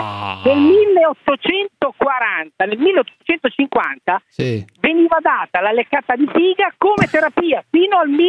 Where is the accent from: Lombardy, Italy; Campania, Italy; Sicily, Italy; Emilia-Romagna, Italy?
Emilia-Romagna, Italy; Rimini; io sono di Rimini